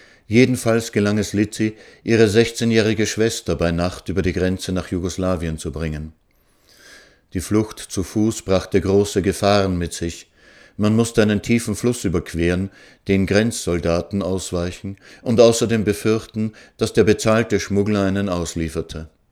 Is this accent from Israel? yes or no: yes; Israel; Ich bin in Israel aufgewachsen, wo nur wenige meiner Generation Großeltern hatten.